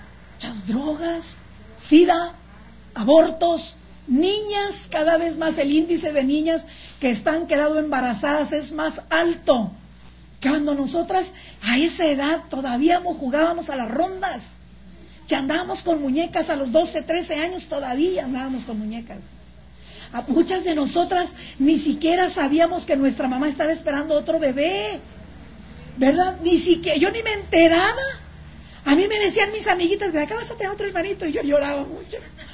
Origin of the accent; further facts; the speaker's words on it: Monterrey, Nuevo León, Mexico; born there; ¿Por qué yo nací en Monterrey? Porque yo tengo que influenciar allá y hasta donde el Señor me lleve.